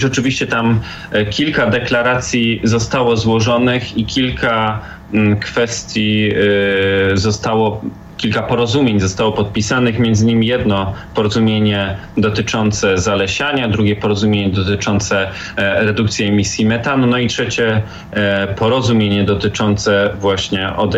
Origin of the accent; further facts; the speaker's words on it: Katowice, Silesian Voivodeship, Poland; dlatego że jestem z Katowic